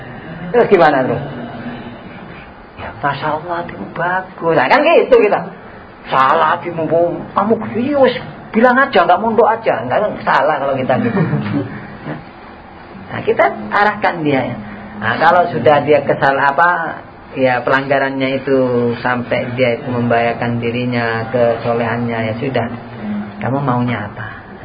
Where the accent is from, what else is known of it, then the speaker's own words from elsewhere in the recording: Java, Indonesia; Kebanyakan orang Jawa. Kita ini orang Jawa, rata-rata. Madura Jawa juga.